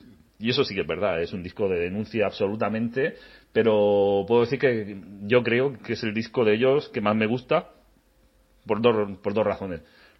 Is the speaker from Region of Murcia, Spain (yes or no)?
yes; Cartagena, Region of Murcia, Spain; yo me crié en Cartagena, no es Euskadi